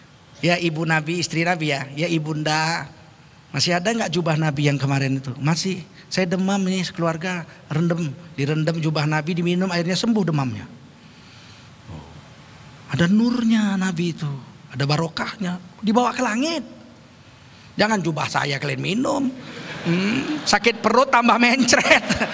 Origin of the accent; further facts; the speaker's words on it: East Jakarta, Jakarta, Indonesia; Saya orang Jakarta Timur. Tinggal Jakarta Timur saya.